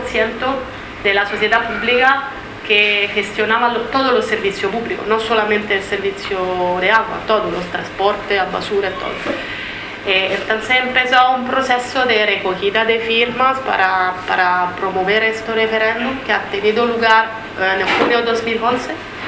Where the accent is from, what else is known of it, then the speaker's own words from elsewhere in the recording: Italy; soy italiana. Cuando estaba en Italia, formaba parte del movimiento italiano contra la privatización del agua